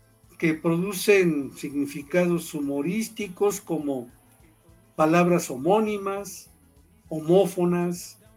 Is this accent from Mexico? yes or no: yes; Mexico; o como los mexicanos decimos, hasta alburero